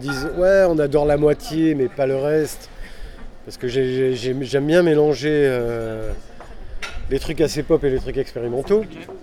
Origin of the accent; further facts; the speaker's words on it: Nice, Provence-Alpes-Côte d'Azur, France; Mais en fait, je suis monté de Nice, comme je faisais beaucoup de musique, avec des groupes niçois, et je montais tout le temps à Paris